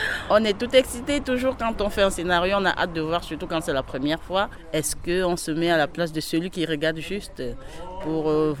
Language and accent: French; Tours, Centre-Val de Loire, France; Je viens de Tours, Lannes-sur-Amboise